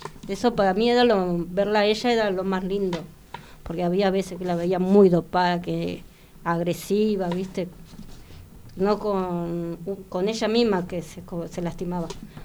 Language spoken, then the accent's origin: Spanish; Buenos Aires, Argentina; Yo soy de La Boca con mi compañero